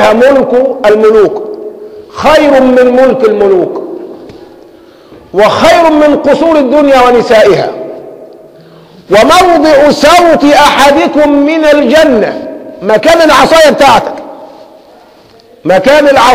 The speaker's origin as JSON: {"language": "Arabic", "country": "Egypt", "said": "كان سلاحنا كمصريين أقل من سلاح عدونا"}